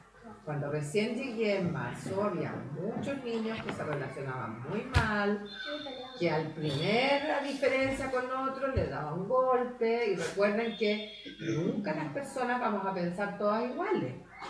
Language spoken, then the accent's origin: Spanish; Curicó, Maule, Chile; now in Rancagua, Chile; No soy de Rancagua, o ya casi sí, porque ya llevo como 10 años acá, pero soy de Curicó. Mi familia es de Curicó, de campo. Y llevo 10 años acá en Rancagua